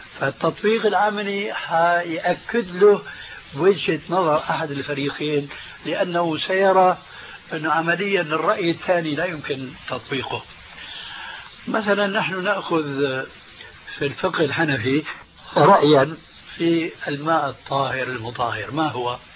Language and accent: Arabic; Syria; والله يمكن فقيه مثل كان عندنا في الشام